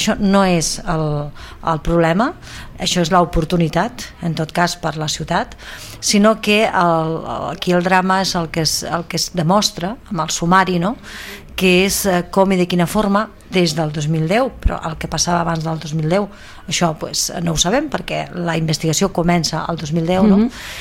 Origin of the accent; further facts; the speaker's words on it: Sabadell, Catalonia, Spain; perquè com a sabadellenca, suposo que tots nosaltres i sabadellencs no ens agrada la imatge que la ciutat doncs, està tenint